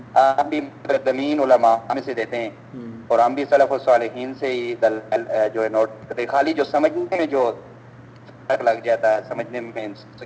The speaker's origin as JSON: {"language": "Urdu", "town": "Attock", "region": "Punjab", "country": "Pakistan", "said": "پاکستان سے. ویسے تو میں, ہمارا جو آبائی جو شہر ہے نا اٹک ہے."}